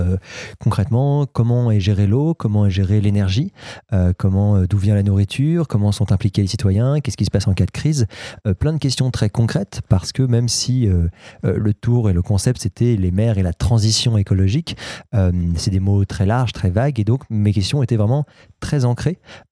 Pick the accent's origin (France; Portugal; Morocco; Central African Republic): France; Paris, Île-de-France; il n'y a aucun lien entre moi et le Calvados, voilà, je suis parisien